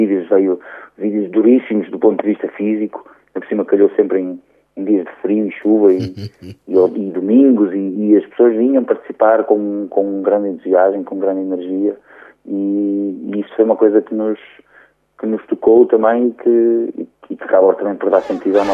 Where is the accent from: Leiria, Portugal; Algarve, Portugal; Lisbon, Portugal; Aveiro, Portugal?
Aveiro, Portugal; now in Porto, Portugal; mas eu sou originário de Aveiro, embora moro desde 99 no Porto.